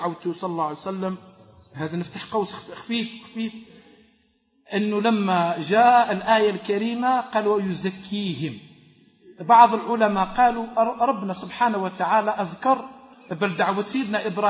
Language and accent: Arabic; Algeria; حنا جزائريين ورم يهفوا بعضهم بعض